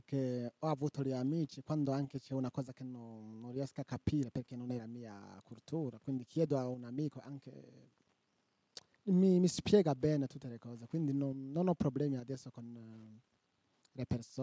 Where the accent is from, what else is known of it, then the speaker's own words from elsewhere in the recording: Burundi; Italian is a second language; now in Italy; Vengo dal Burundi, un paese che si trova in centro-est Africa.